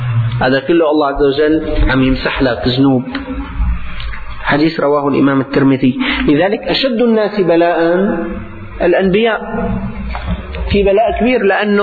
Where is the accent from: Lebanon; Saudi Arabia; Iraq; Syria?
Syria; ما كان يعني عندنا في الشام